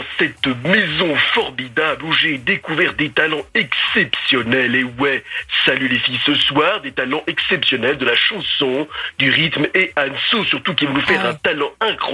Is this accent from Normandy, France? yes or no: no; Paris, Île-de-France, France; now in Switzerland; à la base, je suis parisien et corse de côté et je vis en Suisse depuis plus de 10 ans